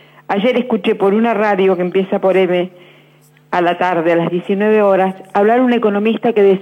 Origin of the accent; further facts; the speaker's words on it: Morón, Buenos Aires Province, Argentina; soy de Morón.